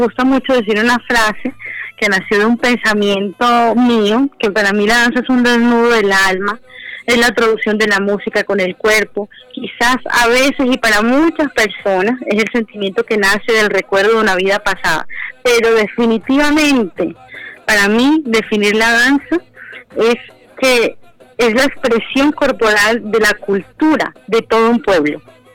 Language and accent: Spanish; Barranquilla, Atlántico, Colombia; porque me encuentro en mi Barranquilla hermosa. Llegué el domingo y estoy, mejor dicho, feliz de volver a mi tierra barranquillera.